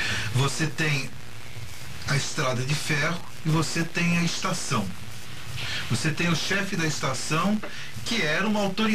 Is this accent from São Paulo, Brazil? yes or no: yes; Barretos, São Paulo, Brazil; born there; meus pais vieram, se casaram em Barretos, foram para Pederneiras. Então eu nasci em Barretos, na Avenida 5. Como meu pai era ferroviário, as mudanças eram frequentes, né?